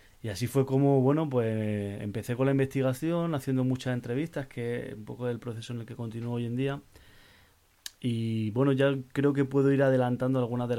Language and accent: Spanish; Granada, Andalusia, Spain; now in Barcelona, Spain; yo precisamente me fui a vivir a Barcelona, ¿no? Siendo granadino, hace, bueno, realmente hace ya 14 años